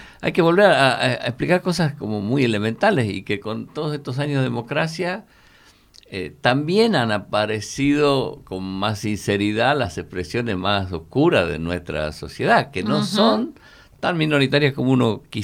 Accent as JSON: {"language": "Spanish", "region": "Tucumán", "country": "Argentina", "said": "nosotros venimos del Tucumán, donde teníamos el sindicato más grande del país, la FOTIA, ¿no?"}